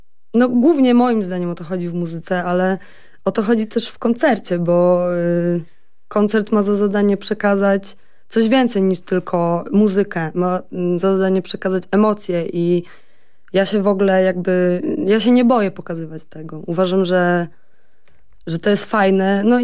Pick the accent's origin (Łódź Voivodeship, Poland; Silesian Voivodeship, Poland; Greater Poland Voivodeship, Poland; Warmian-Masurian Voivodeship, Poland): Warmian-Masurian Voivodeship, Poland; Olsztynek; also born or lived in Gdańsk; now in Warsaw, Poland; No taka małe miasteczko koło Olsztyna. Tam spędziłam praktycznie całe moje życie. Oprócz tego, że mieszkałam w Gdańsku przez 5 lat na studiach. No i teraz od ponad roku w Warszawie. Mhm. Także jestem, generalnie jestem dziewczyną z małego miasteczka.